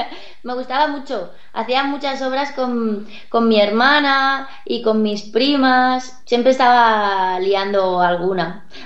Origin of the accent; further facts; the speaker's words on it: Calahorra, La Rioja, Spain; born there; Nací en Calahorra, en La Rioja. ¿Sabéis dónde está?